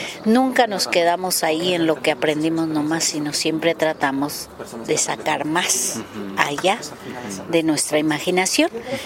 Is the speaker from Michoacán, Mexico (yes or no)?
yes; Cherán, Michoacán, Mexico; allá en mi tierra, en Cherán, en Michoacán, en la cultura purépecha